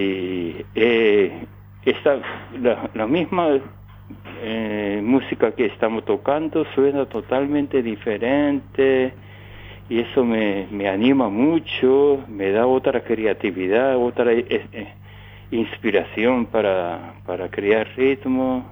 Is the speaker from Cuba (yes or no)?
no; Japan; Spanish is a second language; now in Uruguay; como soy japonés, es lo que puedo hacer